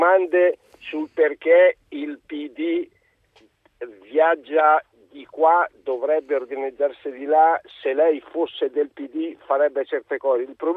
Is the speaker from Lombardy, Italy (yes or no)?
yes; Arcore, Lombardy, Italy; also born or lived in Monza; Io sono di Arcore, sono nato a Monza